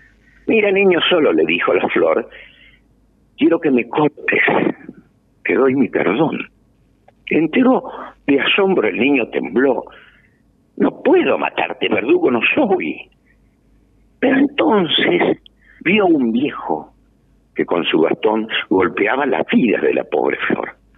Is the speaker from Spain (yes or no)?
no; Curuzú Cuatiá, Corrientes, Argentina; Porque yo cuando era gurí escuché una canción ahí en Curuzucuatía, yo soy de Curuzucuatía, provincia de Corrientes